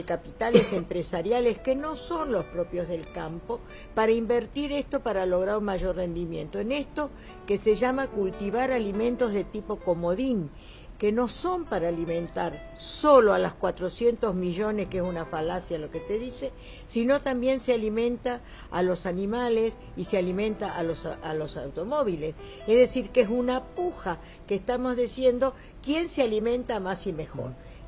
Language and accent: Spanish; Añatuya, Santiago del Estero, Argentina; yo vengo del Chaco santiagueño, yo soy de Añatuya, y viví de niña el efecto de la deforestación, la falta de agua, las sequías, las langostas, viví todo eso.